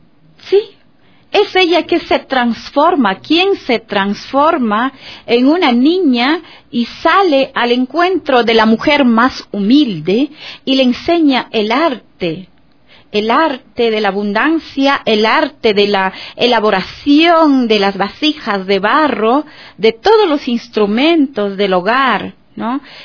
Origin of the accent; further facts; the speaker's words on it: Macas, Morona Santiago, Ecuador; yo viví y crecí en Macas, en Sevilla, Don Bosco, no te permitían a ti como shuar